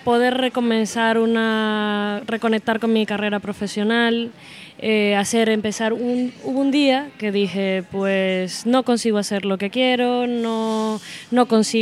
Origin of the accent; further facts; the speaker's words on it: Venezuela; now in Spain; De Venezuela.